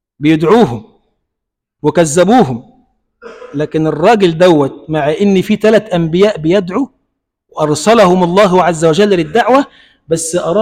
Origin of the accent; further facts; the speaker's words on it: Egypt; اللهم اجعل بلدنا مصر بلدا آمنا مطمئنا سخاء رخاء